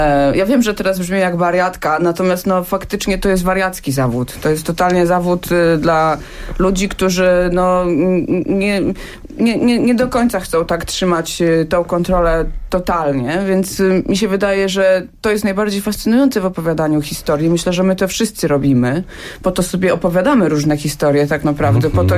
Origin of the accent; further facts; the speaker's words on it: Hajnówka, Podlaskie Voivodeship, Poland; moved away as an adult; ja pochodzę z Podlasia. Mieszkałam w Hajnówce do końca liceum